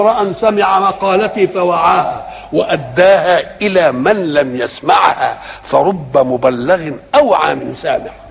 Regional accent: Egypt; مثلا الحضاره التي عندنا في مصر

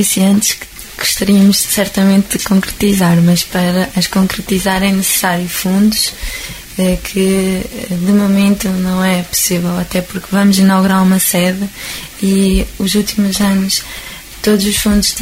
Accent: Midões, Centro, Portugal; Eu e o João Miguel somos de Midões.

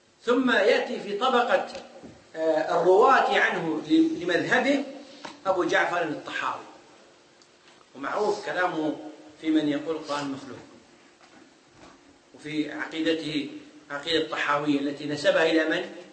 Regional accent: Kuwait; عندنا في الكويت

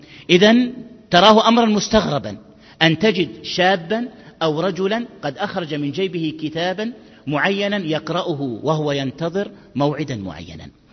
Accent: Egypt; ماذا عن كتب الترجمة عندنا في مصر أيها الأحبة؟

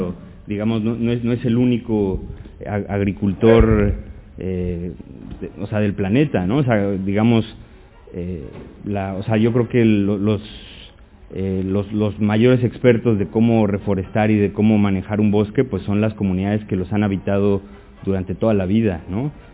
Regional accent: Mexico; yo por ejemplo vengo de México y los campesinos allí lo hacen con ceniza, con cal

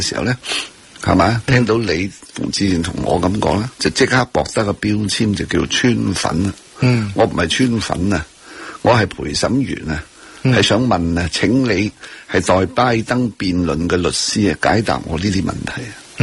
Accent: Hong Kong; 做什么你身为香港人还在撑着 Trump

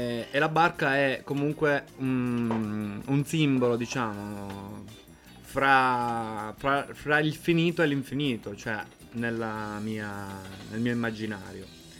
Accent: Castelvetrano, Sicily, Italy; born there; now in Genoa, Italy; E in Sicilia sono nato nella provincia di Trapani, nella ridente cittadina di Castelvetrano, in provincia di Trapani, a 10 km dall'acropoli di Selinunte

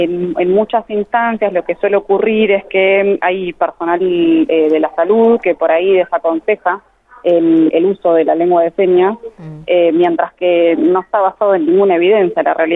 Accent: Buenos Aires, Argentina; yo no soy de La Pampa, yo soy de Buenos Aires, vivo acá en Buenos Aires.

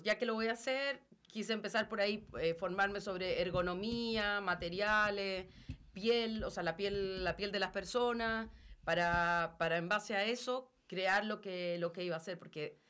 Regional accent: Chile; now in Rome, Italy; Yo me fui de Chile el año 2001 a estudiar a Italia, a Roma específicamente

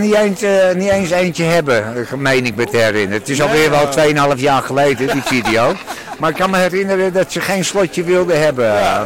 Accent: Amsterdam, North Holland, Netherlands; in de stad, als Amsterdammer.

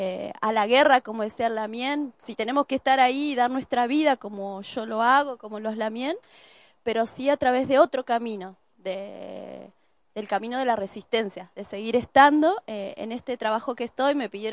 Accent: Cutral Có, Neuquén, Argentina; born there; now in General Roca, Argentina; nací en Cutralcó y vivo hace 14 años en Fisquemenuco, que así lo llamamos antiguamente, lo mal llamado General Roca.

